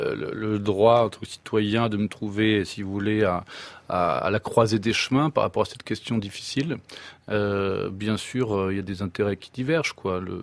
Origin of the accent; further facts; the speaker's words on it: Quiberon, Brittany, France; Oui, j'ai grandi à Quiberon.